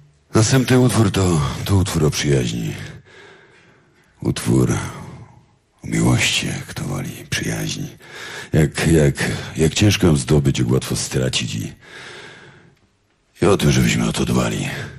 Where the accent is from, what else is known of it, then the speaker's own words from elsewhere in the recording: Silesian Voivodeship, Poland; zawsze wspominamy, że jesteśmy chłopakami ze Śląska, chopami ze Śląska